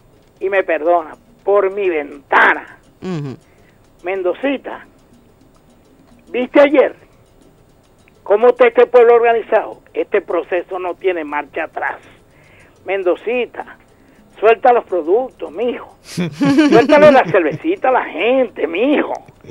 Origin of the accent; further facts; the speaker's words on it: Venezuela; mi pueblo venezolano